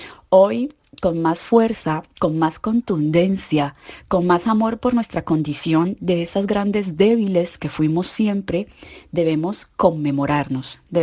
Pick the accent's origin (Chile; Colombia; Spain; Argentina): Colombia; moved away; also born or lived in Ecuador / Mexico; como migrante colombiana que creció en Colombia, pero vivió muchos años en Ecuador y luego en México